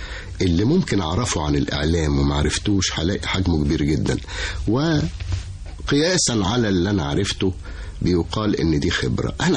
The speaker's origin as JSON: {"language": "Arabic", "town": "Cairo", "region": "Cairo Governorate", "country": "Egypt", "tie": "born or raised there", "said": "أنا أبويا وأمي وأهلي كلهم، بس أبويا كان موظف في القاهرة، فتولدت في القاهرة وعشت في القاهرة، لكن كل قرايبي صعيدة صعيدة يعني. كنت أروح أزورهم في الأجازات الصيفية، وبعتز على فكرة بأن أنا صعيدي"}